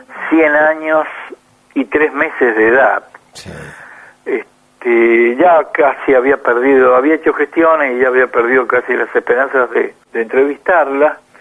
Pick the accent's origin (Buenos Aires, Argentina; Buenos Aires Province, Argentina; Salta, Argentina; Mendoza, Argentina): Mendoza, Argentina; soy alguien de Mendoza.